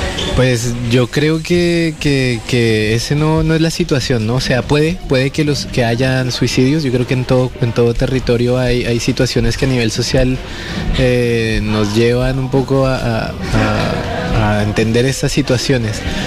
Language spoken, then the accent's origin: Spanish; Colombia; now in Coyhaique, Chile; como migrante y como colombiano reconozco pasan en mi país